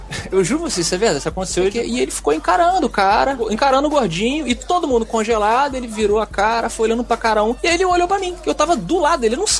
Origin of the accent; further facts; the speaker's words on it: Brazil; Sou lá do Brasil.